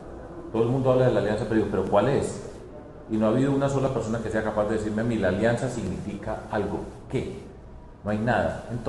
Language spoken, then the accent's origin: Spanish; Medellín, Antioquia, Colombia; yo voy a trabajar por mi tierra. Yo ya fui alcalde de Medellín, no puedo creer más en Medellín porque no es posible.